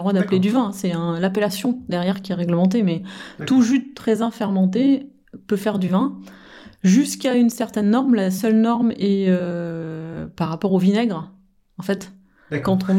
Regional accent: France; Alors, en tant que bon français, on dirait faut favoriser le terroir.

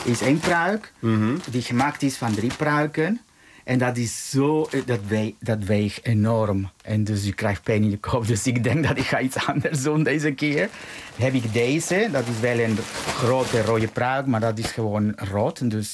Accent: Mexico; Dutch is a second language; now in Netherlands; Ik kom oorspronkelijk uit Mexico. En vanuit Mexico was ik al fan.

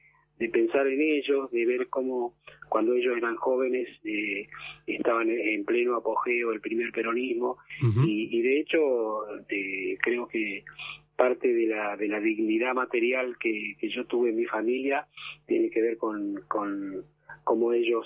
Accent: Argentina; Somos argentinos

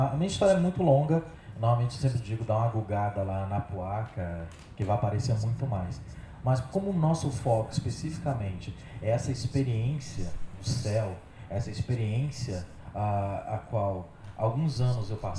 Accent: Rio de Janeiro, Brazil; also born or lived in São Paulo; Eu fui feito na Bahia, nasci em São Paulo, voltei para a aldeia e a adolescência me criei aqui no Rio de Janeiro.

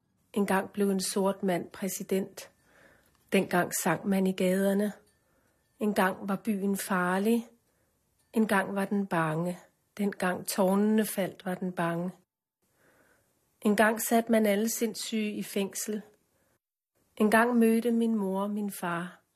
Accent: North Greenland, Greenland; jeg voksede op i Nordgrønland i en lille by, og hvor min far var lærer, og min mor underviste i vævning.

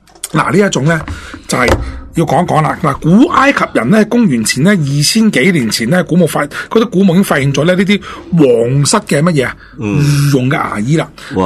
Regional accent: China; 其实我哋中国人咧都有呢个外科手术嘅

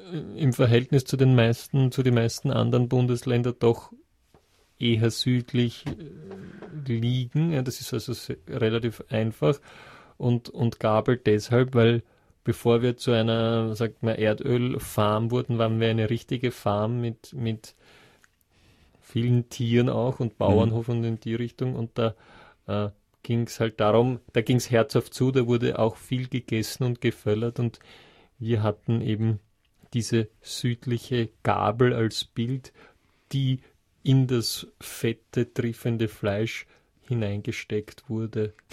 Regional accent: Texas, United States; Das ist bei uns halt in Amerika, wo wir so weit auseinander wohnen manchmal. Gerade bei uns in Texas ist das wirklich ein Thema.

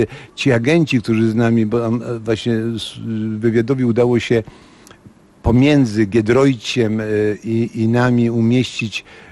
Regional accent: Ostrów Mazowiecka, Masovian Voivodeship, Poland; born there

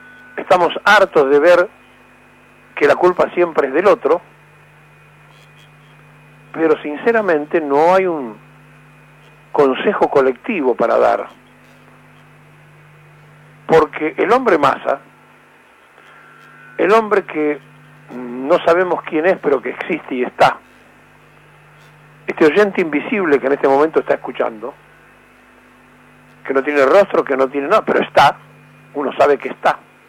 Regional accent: Argentina; somos nosotros, los argentinos, los que hemos hecho esto

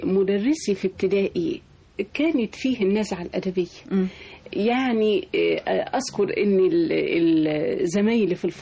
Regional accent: Maghagha, Minya Governorate, Egypt; also born or lived in Cairo; في مغاغة.

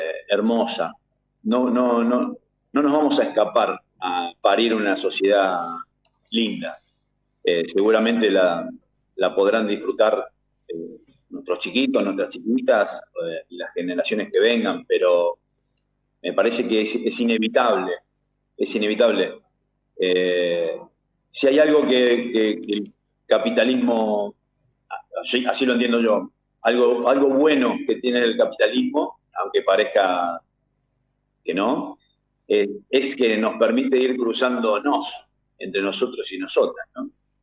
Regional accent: Cañada de Gómez, Santa Fe, Argentina; estuvimos en Cañada de Gómez, mi ciudad natal

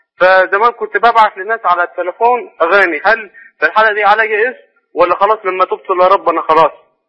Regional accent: Egypt; now in Jordan; أنا مصري شغال في الأردن

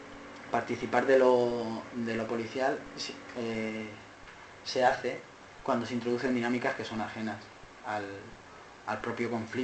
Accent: Alicante, Valencian Community, Spain; bueno, porque yo vengo de Alicante

